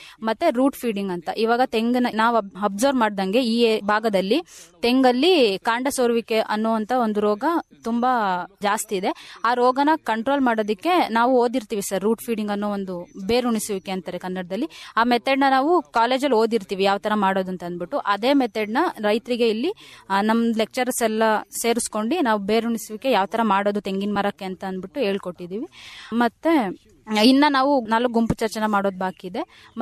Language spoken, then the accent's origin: Kannada; Arsikere, Karnataka, India; ನಾನು ಮೂಲತಃ ಅರಸೀಕೆರೆ ತಾಲೂಕವಳಾಗಿರ್ತೀನಿ.